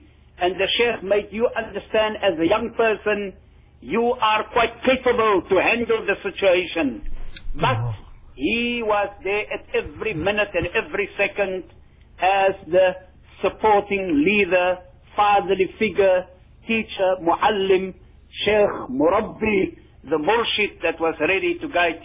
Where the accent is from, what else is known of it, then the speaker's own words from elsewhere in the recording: Worcester, Western Cape, South Africa; because I come from the Bulan town of Worcester.